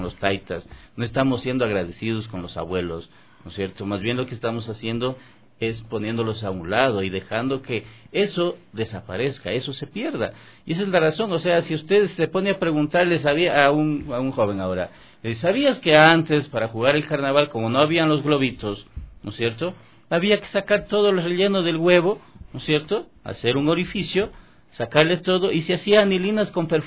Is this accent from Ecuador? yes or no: yes; Vilcabamba, Loja, Ecuador; yo en mi tierra, yo soy de Vilcabamba, yo soy de Loja, ¿no? Entonces, por ejemplo, allá nosotros hacíamos eso, salíamos por el barrio, porque yo vengo de Viena, o sea, de Viena adentro, no soy de la ciudad.